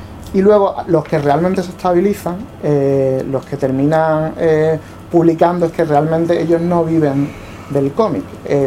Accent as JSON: {"language": "Spanish", "town": "Seville", "region": "Andalusia", "country": "Spain", "tie": "born or raised there", "said": "somos de la misma quinta más o menos, los que crecimos en Sevilla 80, final de los 80, principio de los 90"}